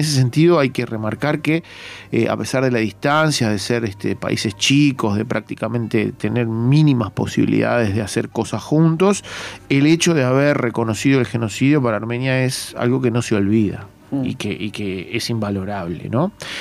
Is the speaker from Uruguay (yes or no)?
yes; Uruguay; como armenios uruguayos, nos involucra, nos gusta, es algo muy positivo.